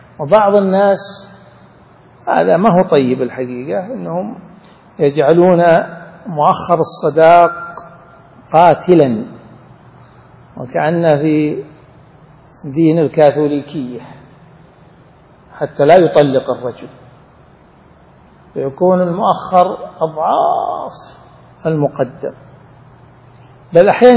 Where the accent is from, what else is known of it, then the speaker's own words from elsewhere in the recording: Saudi Arabia; طبعا عندنا في السعودية مثل عن غيرنا